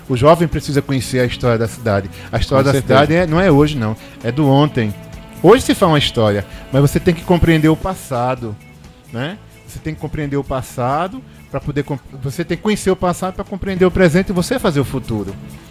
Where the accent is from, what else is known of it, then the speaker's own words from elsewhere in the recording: Paraíba, Brazil; born there; also born or lived in Pernambuco; A Paraíba é minha terra natal, minha terra materna, e Pernambuco é minha terra paterna. Então, Igaraçu é minha terra rainha, Goiânia é minha terra princesa, porque eu sou um cidadão Igaraçu-Goiana.